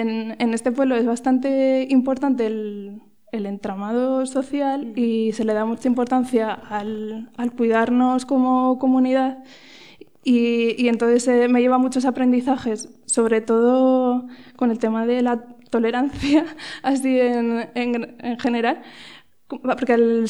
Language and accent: Spanish; Vitoria, Basque Country, Spain; now in Artieda, Spain; Llevo 4 años viviendo en Artieda, pero soy de Vitoria.